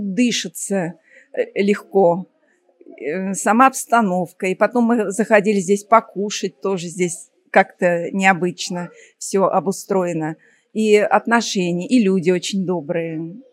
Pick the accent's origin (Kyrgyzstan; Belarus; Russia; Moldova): Russia; Moscow; Из Москвы.